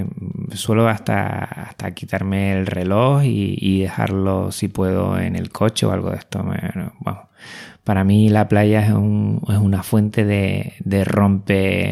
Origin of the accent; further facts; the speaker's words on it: Canary Islands, Spain; Aunque parezca mentira porque soy canario, pero a mí la playa me agobia bastante.